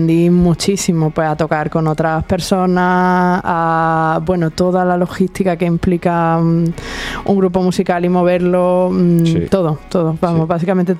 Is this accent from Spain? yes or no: yes; San Pedro de Alcántara, Andalusia, Spain; allí en el pueblo donde me crié, en San Pedro de Alcántara